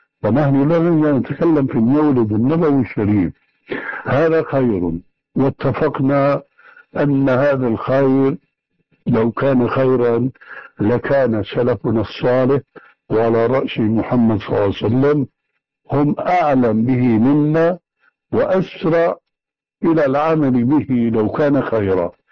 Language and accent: Arabic; Syria; يقولون عندنا في الشام